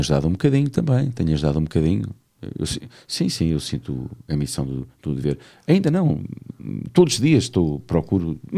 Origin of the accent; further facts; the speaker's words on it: Santarém, Portugal; Eu sou de Santarém.